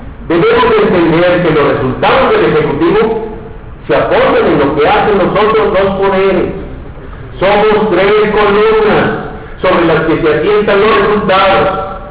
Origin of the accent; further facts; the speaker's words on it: Aguascalientes, Mexico; porque yo soy de Aguascalientes, porque valoro a mi gente, porque nada puede igualar la devoción que se siente por este lugar donde nacimos, donde crecimos y donde vivirán nuestros hijos.